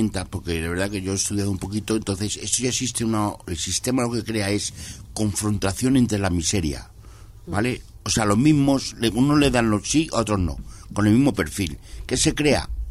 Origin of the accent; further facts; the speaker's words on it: Móstoles, Community of Madrid, Spain; yo que soy de Móstoles